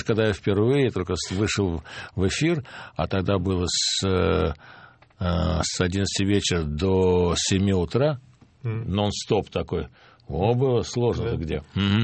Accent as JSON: {"language": "Russian", "region": "Moscow", "country": "Russia", "tie": "born or raised there", "said": "я никогда не покидал родину. Я родился в Москве, да. Я родился в Москве и всю жизнь так и живу в Москве."}